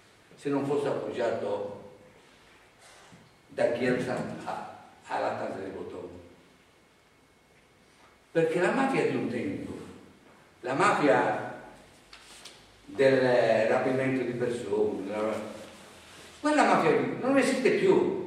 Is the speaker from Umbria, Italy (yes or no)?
no; Calabria, Italy; moved away; io sono un calabrese. E non perché sono un calabrese mi sento tirato in causa, perché sono un calabrese onesto. Vivo in Lombardia